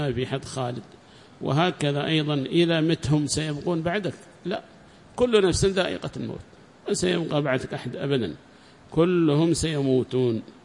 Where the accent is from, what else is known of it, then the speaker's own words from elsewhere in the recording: Yemen; فمات عندنا في اليمن